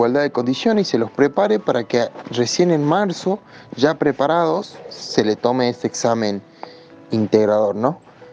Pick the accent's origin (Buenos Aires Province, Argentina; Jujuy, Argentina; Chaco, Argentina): Jujuy, Argentina; El Carmen; soy de Jujuy, de una localidad del interior que se llama El Carmen.